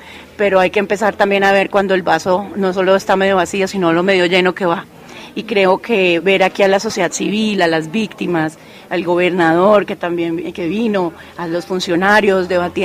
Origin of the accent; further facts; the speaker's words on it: Colombia; soy colombiana, abogada, politóloga